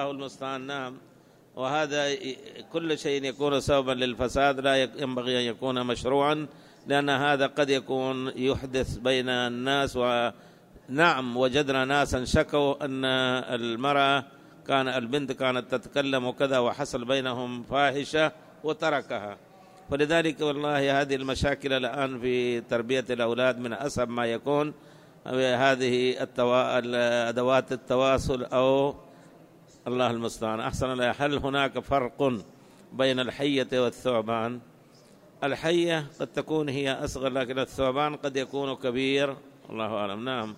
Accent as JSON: {"language": "Arabic", "country": "Libya", "said": "نحن من ليبيا جينا لمكة مباشرة ونحن في الطائرة أحرمنا"}